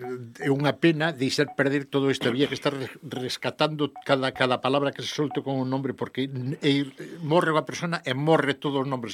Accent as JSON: {"language": "Galician", "region": "Galicia", "country": "Spain", "said": "estás falando comigo que son do Xurés."}